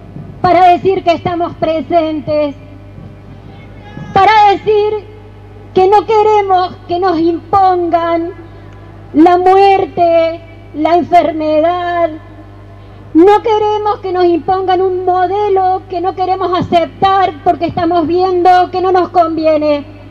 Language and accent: Spanish; Malvinas Argentinas, Córdoba, Argentina; Soy una mamá de Malvinas Argentinas, una mamá preocupada, una abuela preocupada, una ciudadana preocupada por estas cosas que nos quieren imponer.